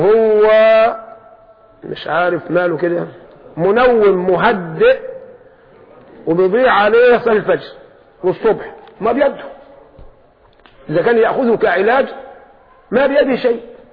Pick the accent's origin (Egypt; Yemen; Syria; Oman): Egypt; لكن احنا كمصريين قلوبنا ضعيفه